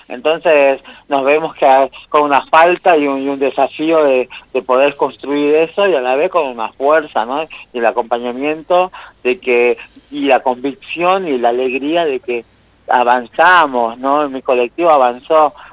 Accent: Amaicha del Valle, Tucumán, Argentina; born there; Yo nací en Amaicha del Valle, en Tucumán.

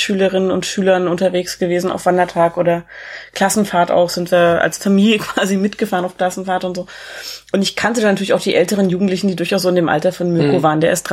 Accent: Erfurt, Thuringia, Germany; Ich komme zwar nicht aus Berlin, sondern aus Erfurt

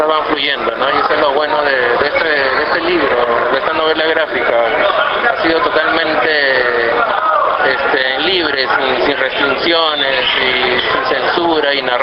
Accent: Lima, Peru; yo soy del barrio de Matute, de La Victoria, y vivía muy de cerca todos los acontecimientos

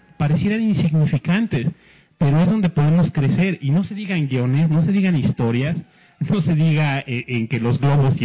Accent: Mexico; No, somos mexicanos, para empezar.

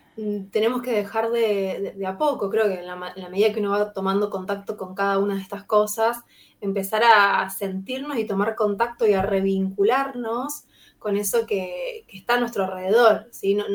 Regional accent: Rosario, Santa Fe, Argentina; soy rosarina, así que estoy en Rosario, en mi casa que es Rosario.

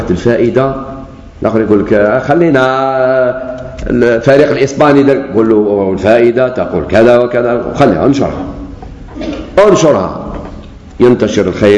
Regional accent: Algeria; كما قلت لكم قبل ما تصرف فتنة الدماء عندنا في الجزائر

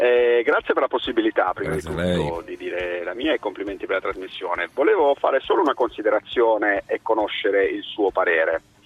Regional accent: Bari, Apulia, Italy; poi da pugliese dico

